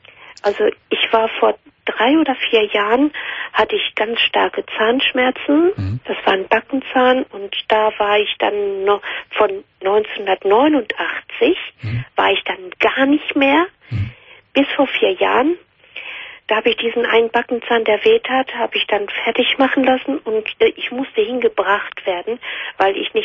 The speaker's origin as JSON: {"language": "German", "country": "Spain", "second_language": "German", "lives_now": "Germany", "said": "Aus Spanien."}